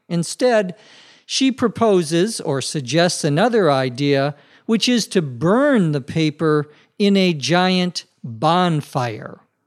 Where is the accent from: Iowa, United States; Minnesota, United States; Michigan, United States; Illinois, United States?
Minnesota, United States; When I was a child growing up in Minnesota, especially out in the areas outside of the city, you would often see bonfires